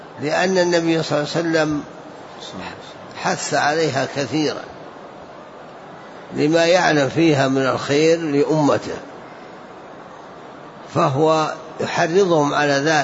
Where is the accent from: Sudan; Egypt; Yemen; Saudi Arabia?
Saudi Arabia; Najd; إلا في البلدان الأخرى عندنا في نجد